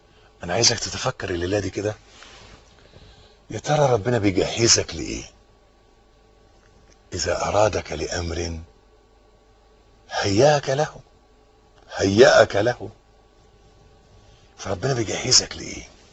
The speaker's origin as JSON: {"language": "Arabic", "country": "Egypt", "said": "حتة الأرض اللي إحنا واقفين عليها دي بلدنا مصر"}